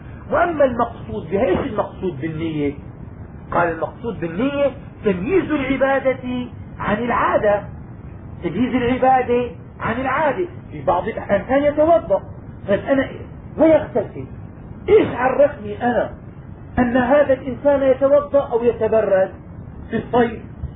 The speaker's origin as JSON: {"language": "Arabic", "town": "Damascus", "region": "Damascus Governorate", "country": "Syria", "tie": "born or raised there", "said": "عندنا في دمشق الناس في شهر رمضان زمان لما كنا صغار"}